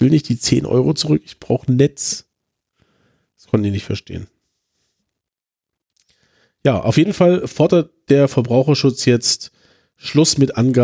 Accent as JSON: {"language": "German", "town": "Chemnitz", "region": "Saxony", "country": "Germany", "tie": "born or raised there", "said": "Ich komme jetzt mal zu meiner Heimatstadt."}